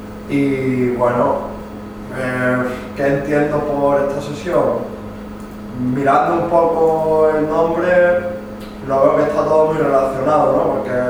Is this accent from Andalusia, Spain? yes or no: yes; Málaga, Andalusia, Spain; también vengo del periodismo, vengo de Málaga.